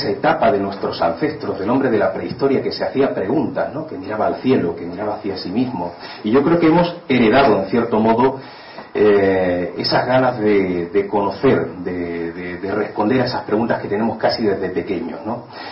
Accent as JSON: {"language": "Spanish", "town": "Málaga", "region": "Andalusia", "country": "Spain", "said": "yo soy malagueño"}